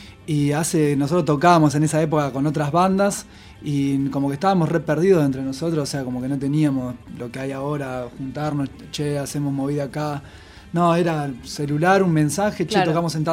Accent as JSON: {"language": "Spanish", "town": "Pergamino", "region": "Buenos Aires Province", "country": "Argentina", "said": "que nosotros somos de Pergamino y se vino de allá"}